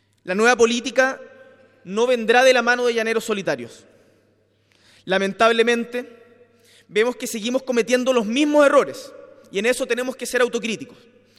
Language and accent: Spanish; Magallanes, Chile; Yo vengo desde Magallanes